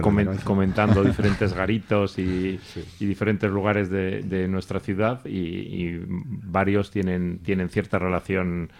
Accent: Aragon, Spain; aunque yo procedo de la Romareda, pues ya voy a celebro mis bodas de plata como vecino de La Jota, 25 años

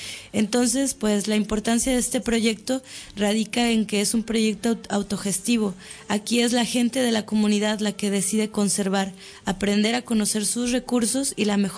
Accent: Mexico; now in Barcelona, Spain; soy mexicana, estudié Antropología Social en la Universidad Veracruzana y ahora estoy cursando un máster en Estudios Ambientales en la Universidad Autónoma de Barcelona.

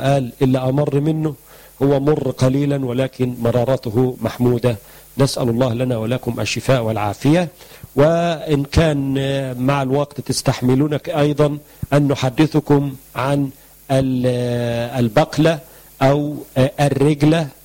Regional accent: Egypt; معروف عندنا في مصر بأن هو الجلوين

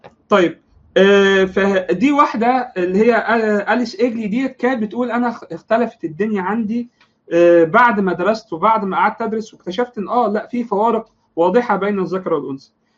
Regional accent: Alexandria, Alexandria Governorate, Egypt; مختلفه تماما عن الثقافه اللي موجوده عندنا في الاسكندريه

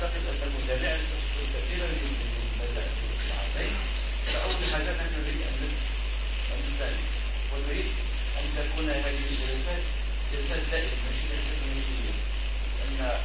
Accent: Morocco; نحن شعب مغربي، كلنا مسلمون

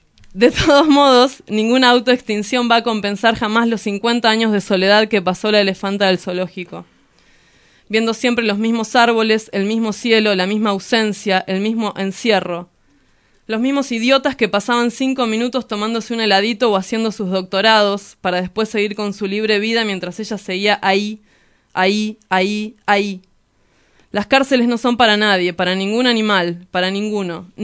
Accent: Hurlingham, Buenos Aires Province, Argentina; de Hurlingham, no me quiero ir

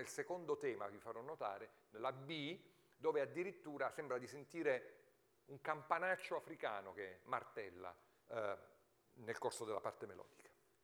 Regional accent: Abruzzo, Italy; abruzzese come il vostro conferenziere, quindi c'è insomma un elemento di sangue

